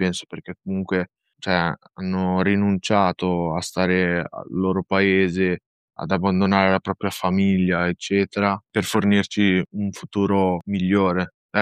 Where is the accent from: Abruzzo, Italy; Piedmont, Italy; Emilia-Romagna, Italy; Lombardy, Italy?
Lombardy, Italy; Varese; I miei genitori sono di origini marocchine, io ho una sorella, anche lei è nata e cresciuta qui in Italia, a Varese